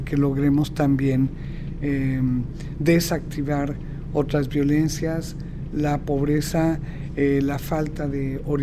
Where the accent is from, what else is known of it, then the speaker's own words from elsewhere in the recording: Mexico; las policías todas corruptas, no responden a una policía capaz de garantizar, policía preventiva, quiero decir, ¿no?, seguridad a la gente, y es verdaderamente dramático. En México nos levantamos todos los días contando cuántos